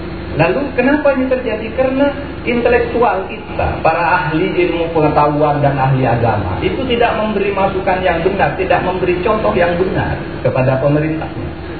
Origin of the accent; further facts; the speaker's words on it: Waru, East Java, Indonesia; born there; Saya itu lahir di Madura, di sebuah desa terpencil namanya Desa Waru.